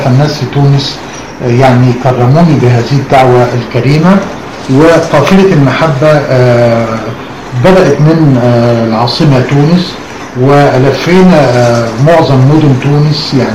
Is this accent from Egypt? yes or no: yes; Egypt; كنا شعراء، أنا الوحيد من مصر